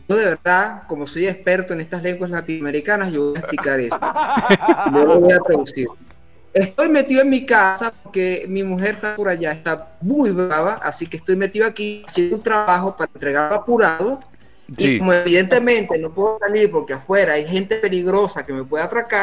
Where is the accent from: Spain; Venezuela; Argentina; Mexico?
Venezuela; moved away; No estoy en Venezuela, pero bueno, sí, soy de Venezuela.